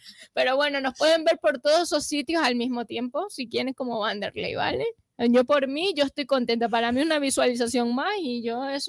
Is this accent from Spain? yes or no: yes; Canary Islands, Spain; now in Catalonia, Spain; O sea, realmente soy ciudadana catalana, pero ya yo soy canaria.